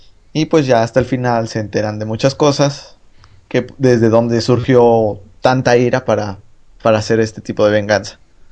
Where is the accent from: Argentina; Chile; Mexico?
Mexico; O sea, nosotros somos latinos, somos mexicanos, son europeos, son asiáticos, son chinos, son negros.